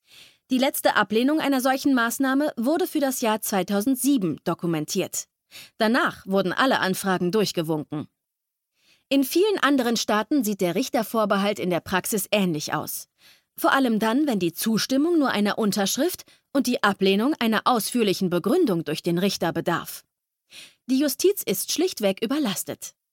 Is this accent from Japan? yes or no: no; Poland; born there; Das gilt auch für mein Geburtsland Polen, wo die Vorratsdatenspeicherung bereits vor vielen Jahren eingeführt wurde.